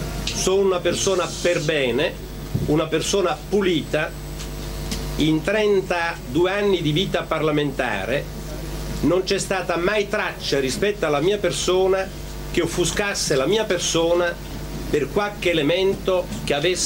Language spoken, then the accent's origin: Italian; Southern Italy, Italy; born there; rivendico il fatto che sono nato qua nel Mezzogiorno